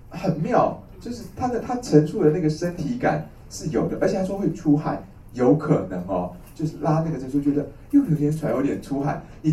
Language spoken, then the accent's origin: Chinese; China; 黄芩啊，是一个我们中国人的寒凉药